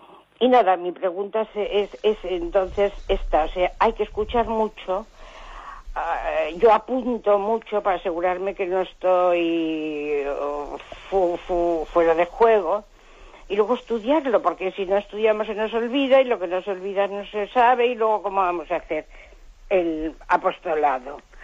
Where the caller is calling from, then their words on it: Cantabria, Spain; de Cantabria.